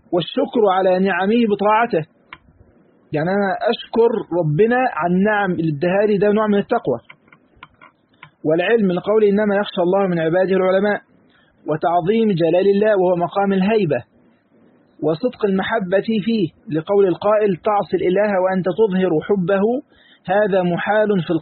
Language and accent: Arabic; Egypt; واحنا كمصريين يعني واللغه بتاعتنا كده معروفه